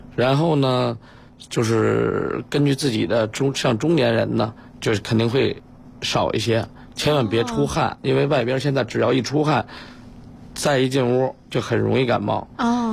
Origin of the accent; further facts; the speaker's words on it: China; 因为呢，这个高尔夫实际上我认为是挺适合我们中国人打的。